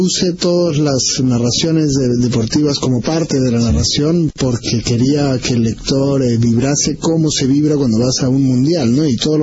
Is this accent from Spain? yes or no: no; Peru; yo debo confesar como peruano